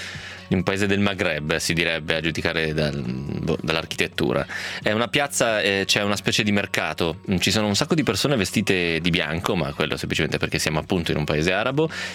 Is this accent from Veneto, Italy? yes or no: yes; Vicenza, Veneto, Italy; io sono di Vicenza e questa cosa delle scarpe non l'avevo mai sentita.